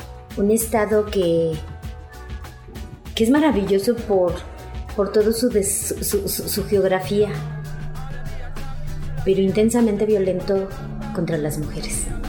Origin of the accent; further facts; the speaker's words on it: Mexico City, Mexico; born there; now in Ecatepec, Mexico; sí somos mujeres mexiquenses, aunque yo nací en el distrito, en la Ciudad de México, ahora antes Distrito Federal. Vivo en el municipio de Ecatepec de Morelos